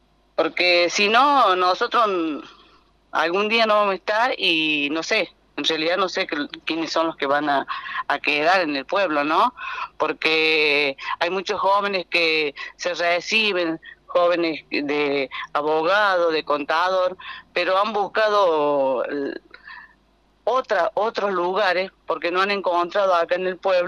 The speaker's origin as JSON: {"language": "Spanish", "town": "General Paz", "country": "Argentina", "tie": "born or raised there", "said": "soy nacida y criada en General Paz, tengo 60 años"}